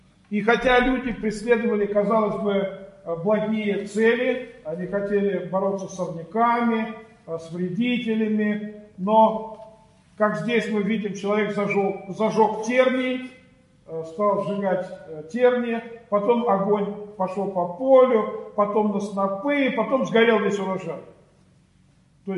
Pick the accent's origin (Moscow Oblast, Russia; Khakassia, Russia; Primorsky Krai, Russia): Moscow Oblast, Russia; Orekhovo-Zuyevo; Я вот сам родом из Орехово-Зуево, и там у нас в Подмосковье